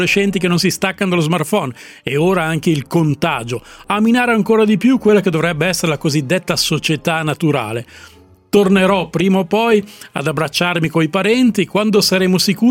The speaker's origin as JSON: {"language": "Italian", "country": "Russia", "said": "Perché io sono russo, dico la pronuncia esatta"}